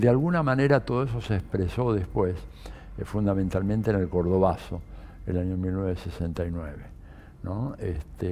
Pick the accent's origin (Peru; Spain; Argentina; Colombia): Argentina; Buenos Aires; born there; Yo nací en Buenos Aires